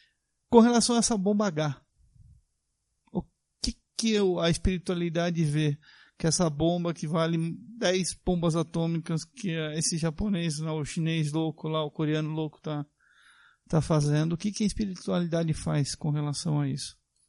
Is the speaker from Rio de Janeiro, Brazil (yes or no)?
no; Jacareí, São Paulo, Brazil; sou de Jacareí. Sou espírita, umbandista.